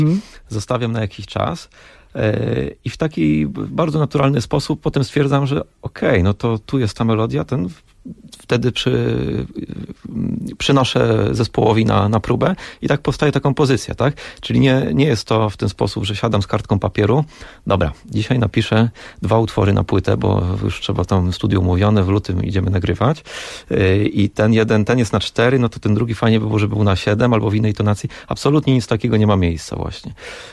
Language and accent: Polish; Łódź, Łódź Voivodeship, Poland; Urodziłem się w Łodzi, mieszkam w Łodzi i tam też pozostałem.